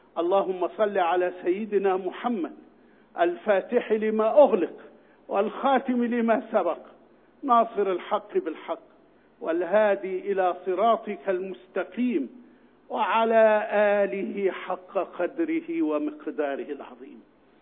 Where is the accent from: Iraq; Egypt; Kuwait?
Egypt; بل إن أمامنا وعدا عظيما وكريما لنا نحن يا أبناء مصر